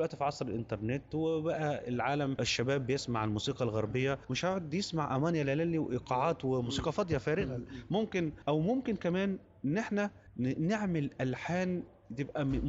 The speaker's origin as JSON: {"language": "Arabic", "country": "Egypt", "said": "علشان انا كمصري لما اقعد احضر اسمع الحفلة يبقى هسمع جزء من التراث ده"}